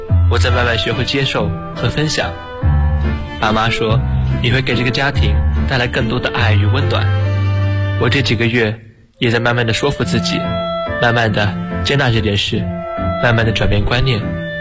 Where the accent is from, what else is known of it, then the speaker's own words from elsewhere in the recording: Gansu, China; now in Nanjing, China; 来自甘肃。我在南京大学，距离我的家乡1622公里。